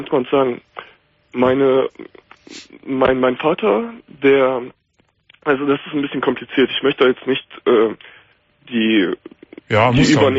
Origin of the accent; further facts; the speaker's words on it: Germany; Ich bin Deutscher, auch hier geboren, aber meine beiden Eltern kommen aus der Ukraine, aus der Krim.